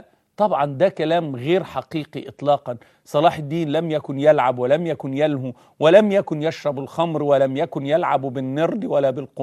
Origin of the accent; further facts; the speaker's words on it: Egypt; هو بمثابة زي كده عندنا في مصر زكريا عزمي